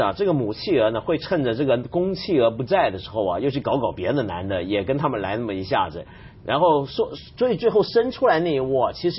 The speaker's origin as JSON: {"language": "Chinese", "country": "China", "said": "我们中国人不是也常讲吗？这个亲恩还不如养恩大"}